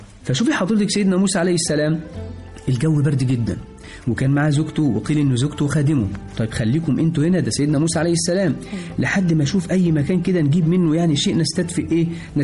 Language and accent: Arabic; Egypt; أول نبي عندنا في مصر كان